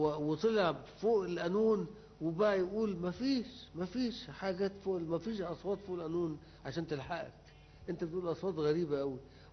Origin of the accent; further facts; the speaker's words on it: Upper Egypt, Egypt; now in Cairo, Egypt; ما انا كنت جاي من الصعيد